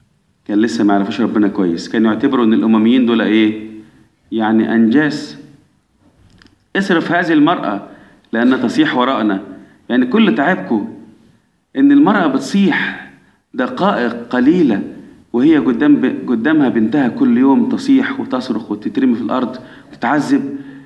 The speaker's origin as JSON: {"language": "Arabic", "country": "Egypt", "said": "احنا كمصريين اولاد مين من احفاد نوح؟ اولاد مصرايم."}